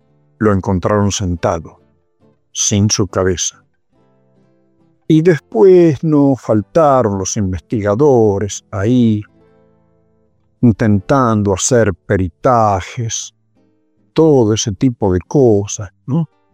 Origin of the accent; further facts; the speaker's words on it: Santa Fe, Argentina; vengo de Santa Fe.